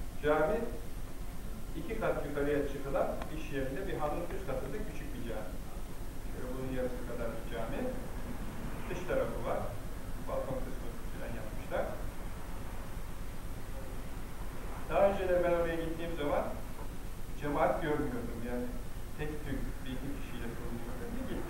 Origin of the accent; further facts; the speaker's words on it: Istanbul, Turkey; also born or lived in Ayvacık, Çanakkale; Çanakkale'liyim. Çanakkale'nin Ayvacık kazasının bir köyündeydim. İstanbul'da yetiştim.